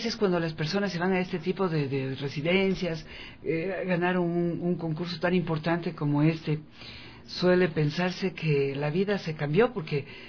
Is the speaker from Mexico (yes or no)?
no; Ecuador; nos sentimos como sus amigos, como ecuatorianos orgullosos, ¿no?